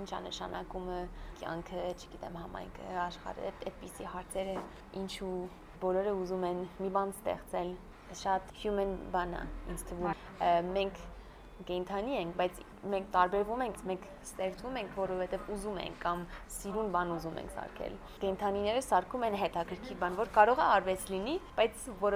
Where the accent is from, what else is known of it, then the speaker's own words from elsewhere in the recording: Boston, Massachusetts, United States; moved away as an adult; also born or lived in Florence, Italy; Ես ծնվել եմ Բոստոնում, այնտեղ եմ մեծացել, մամաս Ֆրանսիա հայ է ու պապաս Ամերիկա հայ էր։